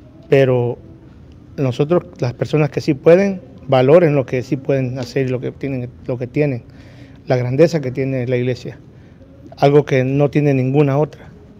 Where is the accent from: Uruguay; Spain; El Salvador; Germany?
El Salvador; moved away; Yo cuando me vine de El Salvador para acá, emigré casi que solo.